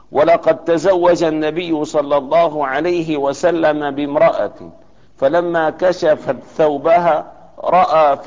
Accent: Damascus, Damascus Governorate, Syria; وعندنا في دمشق توجد مشفى خاصة لهؤلاء الناس

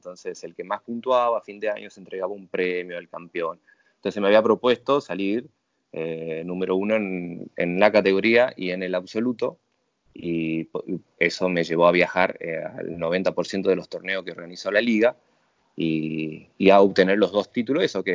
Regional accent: Tucumán, Argentina; estudié en la Universidad del Norte de Santo Tomás de Aquino en Tucumán, mi provincia natal.

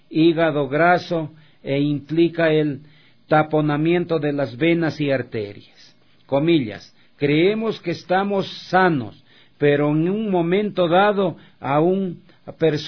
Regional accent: Loja, Ecuador; born there; Como dicen en mi tierra Loja, escalofrío, ¿no? En Loja, en esta Loja querida, mi patria donde nací.

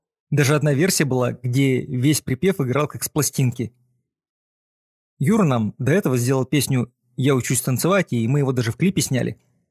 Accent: Saint Petersburg, Russia; Мы сами из Питера

